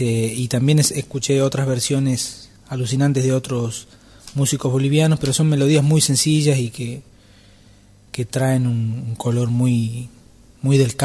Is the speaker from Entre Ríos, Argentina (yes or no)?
no; Tilcara, Jujuy, Argentina; aquello que cada año había vivido desde mi infancia en mi tierra natal, Tilcara.